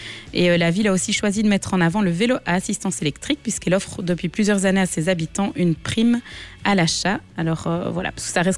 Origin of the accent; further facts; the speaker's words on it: Namur, Wallonia, Belgium; moi je suis namuroise, donc je ne vais pas dire le contraire